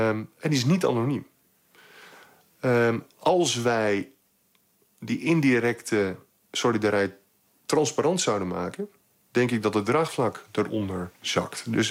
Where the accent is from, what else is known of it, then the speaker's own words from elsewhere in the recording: Netherlands; Dat trekken wij als Nederlanders niet.